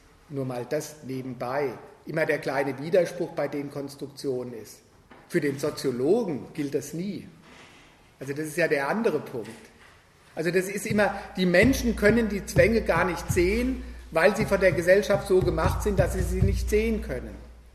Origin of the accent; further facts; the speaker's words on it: Frankfurt, Hesse, Germany; Wo ich herkomme, Frankfurt, berühmt für die kritische Theorie.